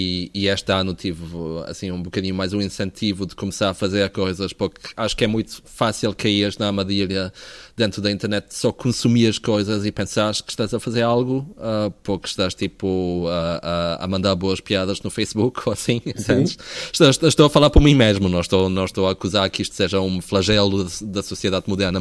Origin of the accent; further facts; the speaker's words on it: Azores, Portugal; moved away as an adult; also born or lived in Porto; now in London, United Kingdom; eu cresci nos Açores e depois vivi por 9 anos no Porto e agora estou em Londres, mas basicamente tipo, todo o meu ensino foi em Portugal e todas as minhas referências são portuguesas, digamos assim.